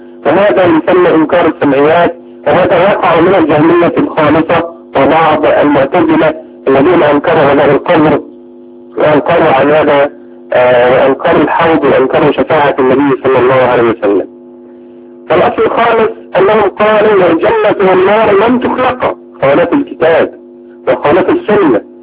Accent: Egypt; استحدثوا كل المحدثات في بلادنا مصر

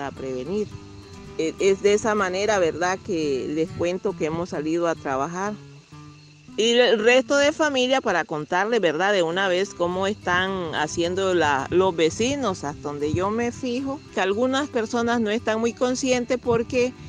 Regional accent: Nicaragua; now in Costa Rica; soy residente, soy nicaragüense, residente acá en Costa Rica

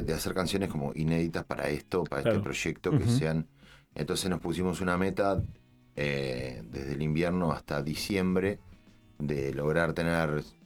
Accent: Rosario, Colonia, Uruguay; Somos todos de Rosario, muchos de nosotros.

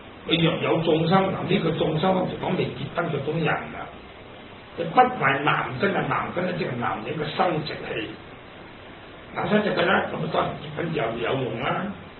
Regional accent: China; 我哋中國人中意過年講好話

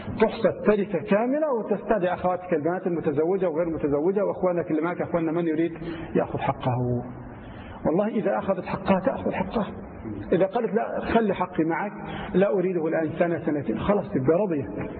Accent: Egypt; الرجل لا سيما عندنا في مصر أو في كثير من دول الخليج وغيرها

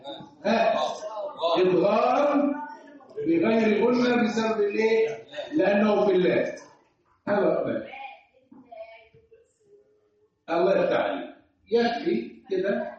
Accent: Egypt; لانه برضه احنا كمصريين لنا الترقيق بتاعنا مش منضبط شويه

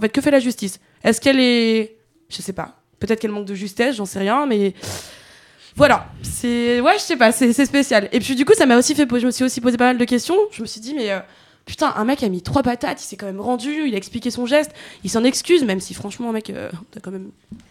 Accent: Chad; Bah, vous savez, moi, je viens du Tchad.

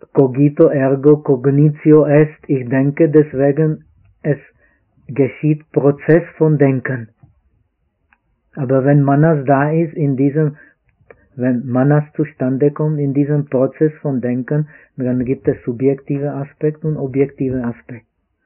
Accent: Czechia; Aber ich bin auch Tscheche, aber ich esse mehr Reis.

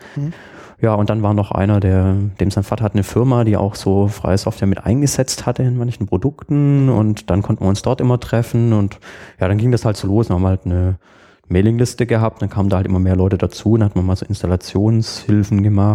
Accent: Burgstall an der Murr, Baden-Württemberg, Germany; Ja, ich komme aus einem Dorf, Burgstall an der Mur, das ist so zwischen Backnang und Winnenden

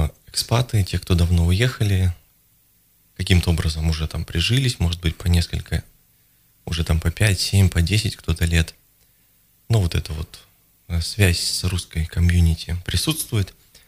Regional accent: Novosibirsk, Novosibirsk Oblast, Russia; moved away as an adult; also born or lived in Saint Petersburg; now in Moscow, Russia; Я сам из Новосибирска, в общем-то, поэтому я представляю, о чем речь.

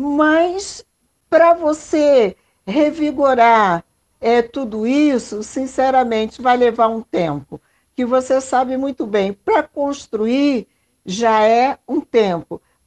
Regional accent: Rio de Janeiro, Brazil; now in São Paulo, Brazil; Eu sou do Rio de Janeiro, vim para São Paulo, passei por tudo aquilo

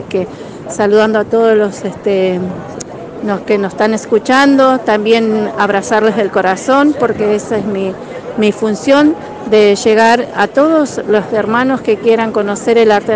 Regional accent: San Martín de los Andes, Neuquén, Argentina; me designaron como CONA, una autoridad de la comunidad de San Martín de los Andes. Soy de allá, mi linaje es de allá ancestralmente, soy de la Los Currinca Tugún

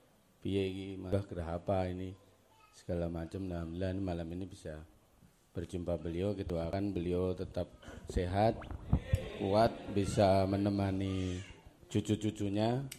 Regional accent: East Java, Indonesia; now in Malaysia; Salam kenal, saya asli dari Gunung Lawu. Kalau melewati Cemoro Sewu, silakan mampir

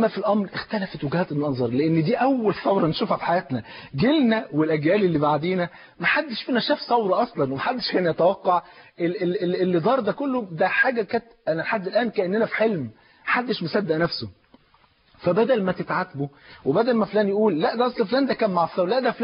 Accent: Egypt; احنا نفسنا كمصريين

